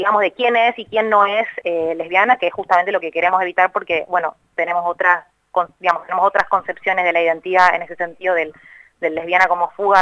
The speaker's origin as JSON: {"language": "Spanish", "region": "Buenos Aires", "country": "Argentina", "said": "soy de Capital, milito en la Asamblea hace un poco más de un año"}